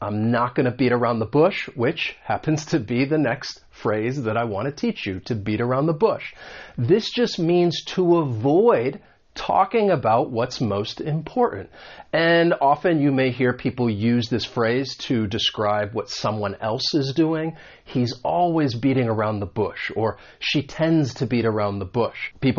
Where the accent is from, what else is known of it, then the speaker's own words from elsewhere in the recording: United States; accent: American; this is more about the American accent because I am from the United States